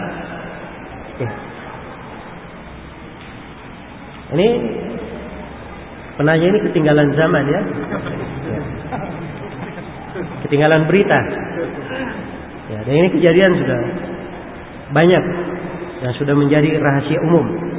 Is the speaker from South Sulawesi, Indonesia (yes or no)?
yes; Takalar, South Sulawesi, Indonesia; Di kampung saya di Takalar